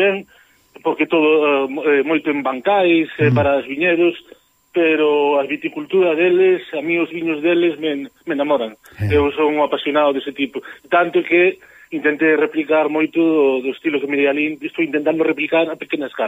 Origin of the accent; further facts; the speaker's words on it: Galicia, Spain; Os portugueses son familia, somos irmáns, os galegos somos irmáns do Douro para arriba, sempre direi